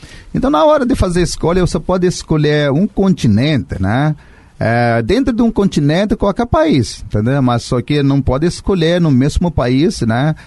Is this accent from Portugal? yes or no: no; India; now in Brazil; Lá na Índia ainda, sabe? Isso na época quando tinha 15 anos. Então isso foi em 1989